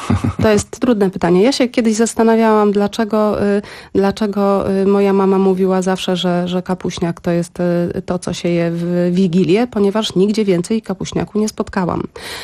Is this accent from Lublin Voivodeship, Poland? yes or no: yes; Lublin, Lublin Voivodeship, Poland; Ja mam rodzinę, jakby pochodzę z Lublina, z lubelskiego w każdym razie. Mama mieszka w Lublinie, ale się wżeniłam, mam męża z Krakowa.